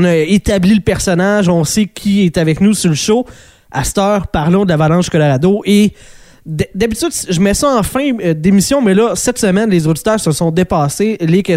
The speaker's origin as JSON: {"language": "French", "region": "Quebec", "country": "Canada", "said": "Moi aussi, quand j'étais jeune, tu sais, je viens du Lac-Saint-Jean, fait Québec, c'était les Nordiques"}